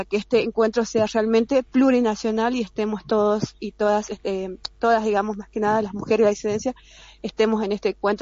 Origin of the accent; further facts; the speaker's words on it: Jujuy, Argentina; nosotros somos un pueblo jujeño, tenemos territorios alejados